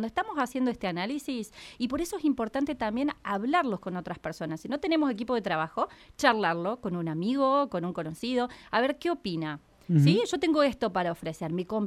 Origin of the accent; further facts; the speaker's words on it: Córdoba, Argentina; Como buena cordobesa, tengo que decir.